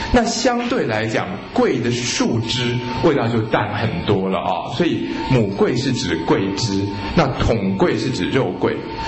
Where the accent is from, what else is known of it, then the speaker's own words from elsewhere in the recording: China; 我们中国人也称之为官桂